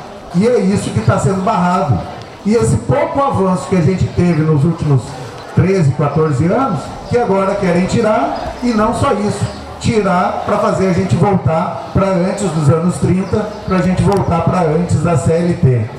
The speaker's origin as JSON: {"language": "Portuguese", "region": "Rio Grande do Sul", "country": "Brazil", "said": "Eu sou do Rio Grande do Sul"}